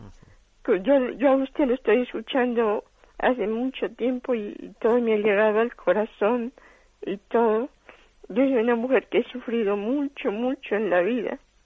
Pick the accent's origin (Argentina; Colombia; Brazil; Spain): Colombia; Yo soy colombiana.